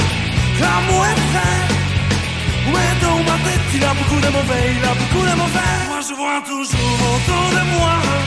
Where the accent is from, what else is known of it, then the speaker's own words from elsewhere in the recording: Silesian Voivodeship, Poland; accent: Silesian; W sprawie mojego śląskiego akcentu Tomek znowu mnie molestuje.